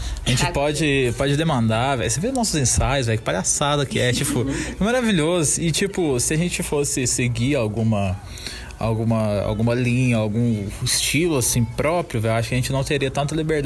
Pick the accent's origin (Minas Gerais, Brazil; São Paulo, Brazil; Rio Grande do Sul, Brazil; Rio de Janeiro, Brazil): Minas Gerais, Brazil; Três Pontas; eu sou de Três Pontas, né? Eu sou de Minas, na terra